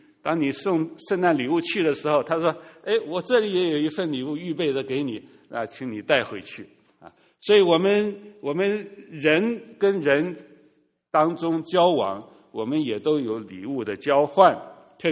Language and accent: Chinese; China; 我们中国人说的礼尚往来，是不是啊？